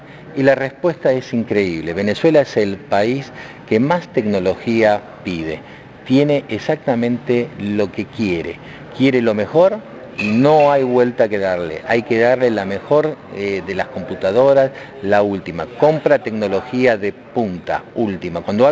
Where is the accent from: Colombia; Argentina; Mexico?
Argentina; Estás hablando de la planta que está justamente en mi país, en Argentina.